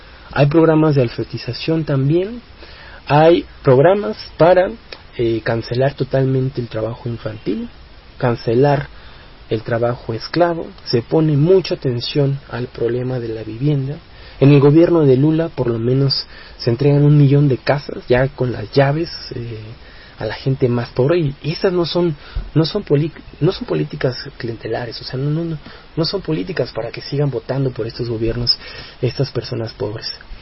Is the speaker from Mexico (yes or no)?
yes; Mexico; a nosotros como mexicanos y como jóvenes nos sirve para medir la fuerza que está teniendo el neoliberalismo.